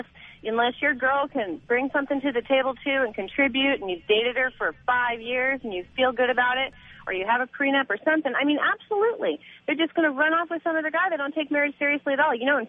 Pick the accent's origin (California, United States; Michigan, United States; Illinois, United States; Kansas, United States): California, United States; Ventura; from Ventura.